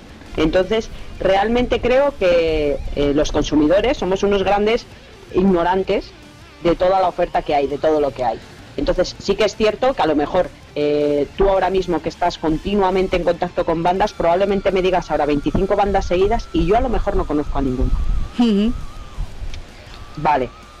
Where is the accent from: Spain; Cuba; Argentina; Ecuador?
Spain; Vitoria, Basque Country; son una banda de mi casa, yo también soy de Vitoria